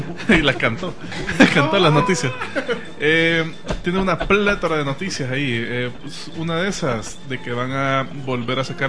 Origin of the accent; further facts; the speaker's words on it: Mexico; Bueno, aquí resolviendo sus dudas, soy de México.